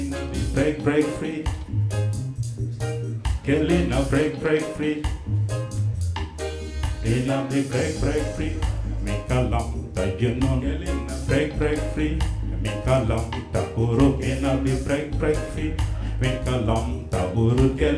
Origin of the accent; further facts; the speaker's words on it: South Sudan; now in Netherlands; I'm from South Sudan. South Sudan became a country in 2011, and we've never been a country before